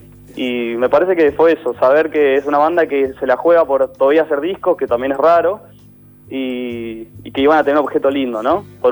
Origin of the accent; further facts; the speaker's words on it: Buenos Aires, Argentina; yo soy de Caballito y también es un orgullo tocar en el barrio.